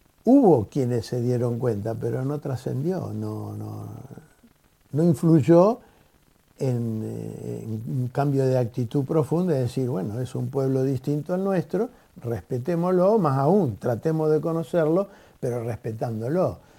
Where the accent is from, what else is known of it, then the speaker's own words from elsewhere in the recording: Argentina; la historia nuestra de los argentinos, de los que nacimos aquí